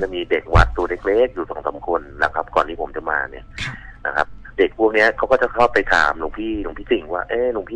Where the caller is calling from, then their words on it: Pattaya, Chonburi, Thailand; ผมโทรมาจากพัทยาซิตี้ครับ